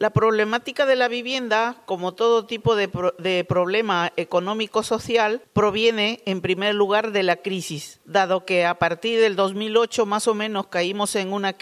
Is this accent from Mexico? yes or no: no; Peru; Conozco una paisana peruana que su